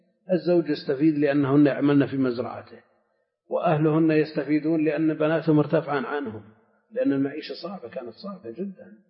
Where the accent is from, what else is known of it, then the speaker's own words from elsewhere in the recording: Al-Qassim, Saudi Arabia; لا، عندنا في القصيم كثير تزوج اثنتين